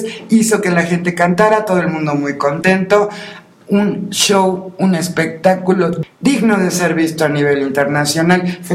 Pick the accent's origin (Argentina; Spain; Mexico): Mexico; Yo no soy italiana, yo soy mexicana, y yo creo que tanto los italianos como los mexicanos como los coreanos merecemos el respeto de que se nos identifique con el país en el cual nacimos.